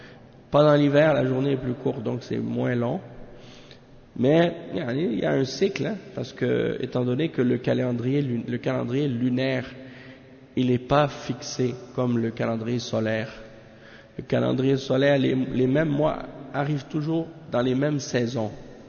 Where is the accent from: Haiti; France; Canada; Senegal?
Haiti; Parce que moi aussi je suis converti à l'islam. Moi aussi je suis haïtien comme toi.